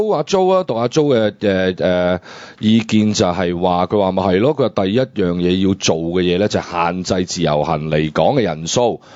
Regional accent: China; 咁如果我哋中國人成日咁在意我人哋點樣睇我哋嘅時候

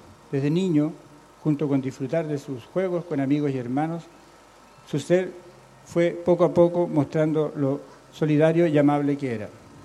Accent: Chile; aun cuando soy chileno

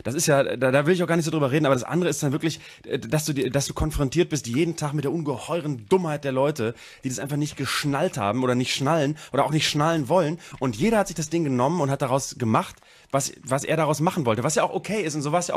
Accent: North Germany, Germany; accent: North German; Ich finde, mit unserem norddeutschen Dialekt ist

